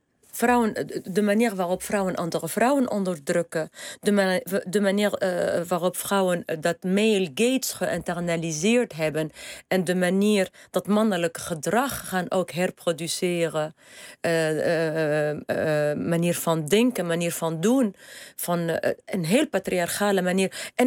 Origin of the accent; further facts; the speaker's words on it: Tunisia; ik ben opgegroeid in Tunesië op strand, op een zeer toeristische plek.